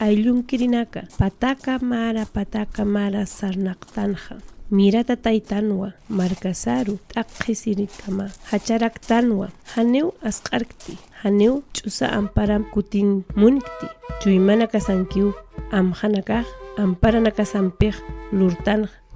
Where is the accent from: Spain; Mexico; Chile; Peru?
Peru; Puno; moved away as an adult; Yo soy de Puno, de nacimiento peruana, pero siempre me identifico ser aymara antes de ser peruana. En donde sea. Estoy aquí más de 20 años